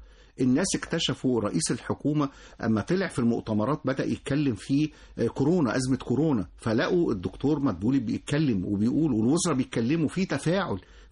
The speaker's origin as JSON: {"language": "Arabic", "country": "Egypt", "said": "بس احنا طولنا قوي فيها كمصريين يعني."}